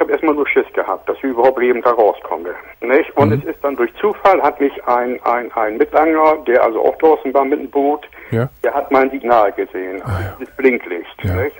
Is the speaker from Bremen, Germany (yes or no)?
yes; Bremen, Germany; ich bin hier vor 4 Jahren erst hergezogen, ich bin von Hause aus, bin ich Bremer